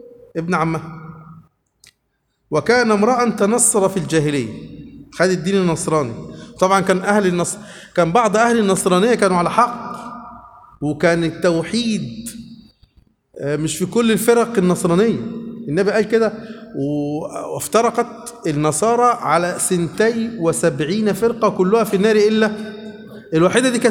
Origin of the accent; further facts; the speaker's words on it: Upper Egypt, Egypt; اللي إحنا بنسمي عندنا في الصعيد الموز صابع موز